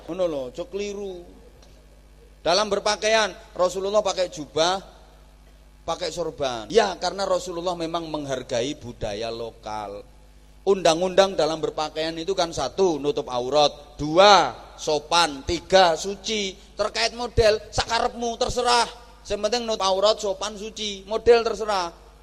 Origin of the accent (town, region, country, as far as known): Indonesia; born there